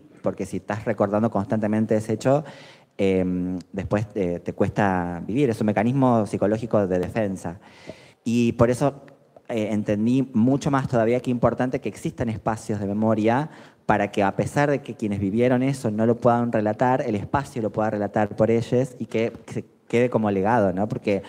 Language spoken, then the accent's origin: Spanish; Tucumán, Argentina; Yo soy de Tucumán, como decía Santi